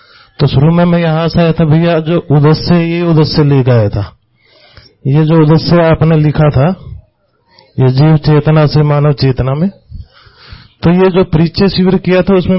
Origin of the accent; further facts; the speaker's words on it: Hisar, Haryana, India; मैं हिसार हरियाणा का रहने वाला हूं।